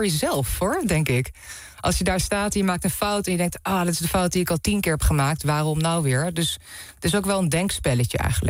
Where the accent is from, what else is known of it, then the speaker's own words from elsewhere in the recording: Deventer, Overijssel, Netherlands; moved away as an adult; ik ben opgegroeid in Deventer en daar tot mijn 19e gewoond.